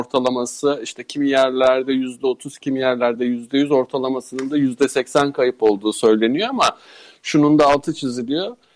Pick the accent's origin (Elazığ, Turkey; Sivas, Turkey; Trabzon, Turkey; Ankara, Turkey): Sivas, Turkey; Ben Sivaslıyım. Orada da böyle teniniz yanar ayazdan.